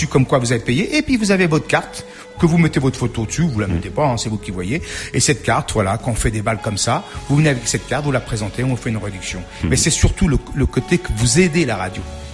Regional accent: Portugal; French is a second language; C'est vrai que je fais mon émission plus en français qu'en portugais. Je suis portugais, hein.

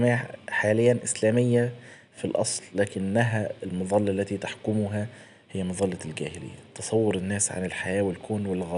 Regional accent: Egypt; احنا عندنا في مصر هنا

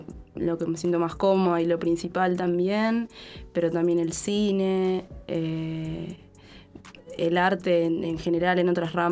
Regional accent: Montevideo, Uruguay; also born or lived in Buenos Aires; Soy de acá, de Montevideo, pero también estuve viviendo en Buenos Aires un tiempo.

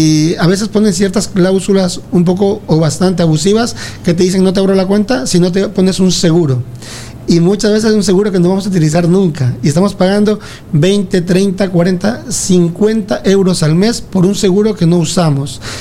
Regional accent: Ecuador; now in Spain; yo soy de Ecuador, orgullosamente ecuatoriano, aunque amo esta tierra, más de 22 años ya aquí en España, pero claro, uno no olvida sus raíces.

